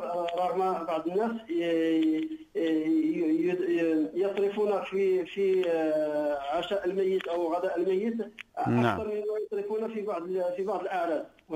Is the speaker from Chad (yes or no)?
no; Morocco; السؤال الثالث، عندنا في المغرب عندما يموت الشخص